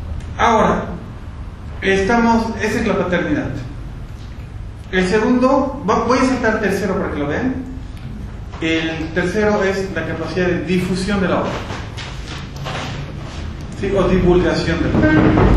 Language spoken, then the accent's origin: Spanish; Bolivia; yo soy autor boliviano, estoy en el círculo de autores bolivianos